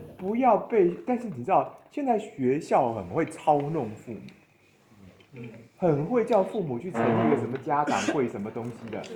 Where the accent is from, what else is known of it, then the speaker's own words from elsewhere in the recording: Taiwan; 我们台湾这边的状况是说这样的，